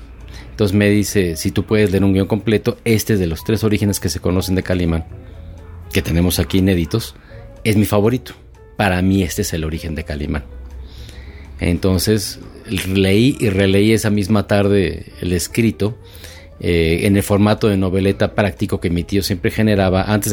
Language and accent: Spanish; Mexico; como los mexicanos lo somos